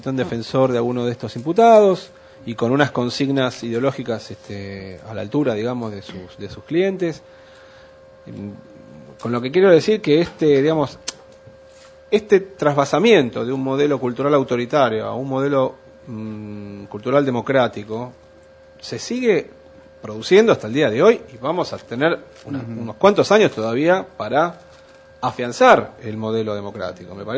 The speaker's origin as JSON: {"language": "Spanish", "country": "Argentina", "said": "No me es ajeno, por supuesto, como argentino, porque el papel de la Argentina fue particularmente oscuro en aquellos años"}